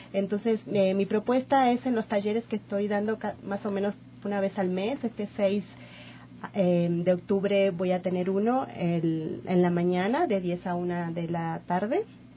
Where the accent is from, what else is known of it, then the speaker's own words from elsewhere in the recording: Argentina; yo estudié grafología, soy argentina, yo estudié en Buenos Aires.